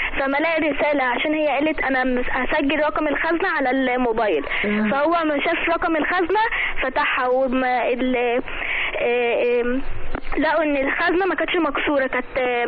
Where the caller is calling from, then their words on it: Alexandria, Alexandria Governorate, Egypt; من الاسكندريه